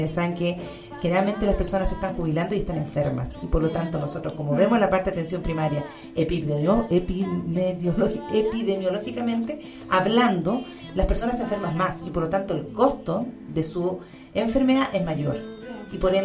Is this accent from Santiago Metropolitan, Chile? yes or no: no; Machalí, O'Higgins, Chile; principalmente yo soy de Machalí